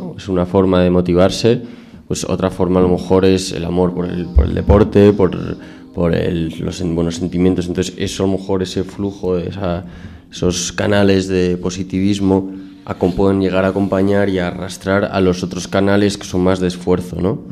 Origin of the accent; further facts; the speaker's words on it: Spain; cómo somos también los españoles, ¿no?